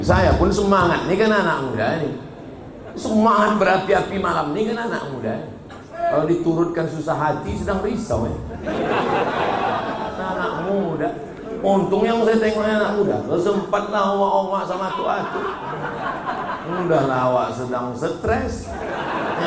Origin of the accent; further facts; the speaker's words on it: Kisaran, North Sumatra, Indonesia; asal kami dari Kisaran mau ke Medan, dari Medan mau ke Kisaran